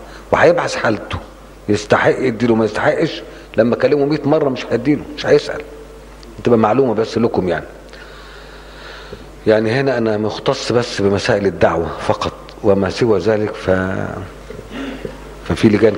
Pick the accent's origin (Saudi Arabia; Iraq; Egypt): Egypt; Upper Egypt; زي عندنا في الصعيد.